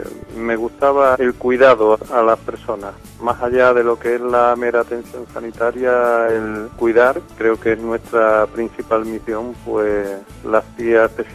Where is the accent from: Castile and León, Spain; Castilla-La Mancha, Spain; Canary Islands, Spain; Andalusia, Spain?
Andalusia, Spain; Seville; soy un enfermero sevillano que, bueno, he desarrollado mi labor profesional en el Ayuntamiento de Sevilla